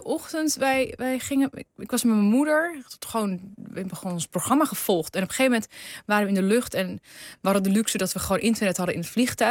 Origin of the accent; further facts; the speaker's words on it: Karsel, Hatay, Turkey; mijn familie woont, wij komen uit Karsel.